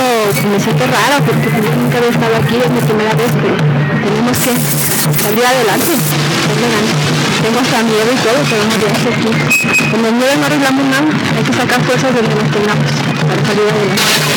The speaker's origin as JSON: {"language": "Spanish", "country": "Mexico", "said": "Aquí en esta república todos somos mexicanos, todos tenemos los mismos derechos."}